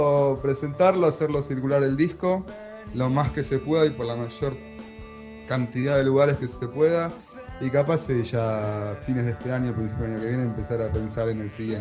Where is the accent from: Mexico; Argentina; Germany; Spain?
Argentina; Buenos Aires; soy porteño de Buenos Aires, Argentina